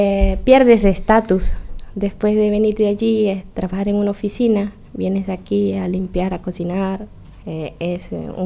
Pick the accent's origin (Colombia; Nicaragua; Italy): Nicaragua; now in Irún, Spain; Soy de Nicaragua, tengo 2 años ya de estar aquí, vivo en Irún